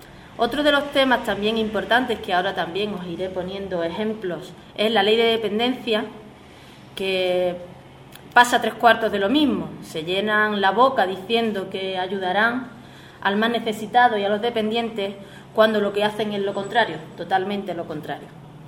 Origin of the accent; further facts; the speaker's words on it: El Gastor, Andalusia, Spain; los que nos vemos afectados aquí en la sierra, como son tanto Arcos, Ubrique como El Gastor, de donde yo vengo.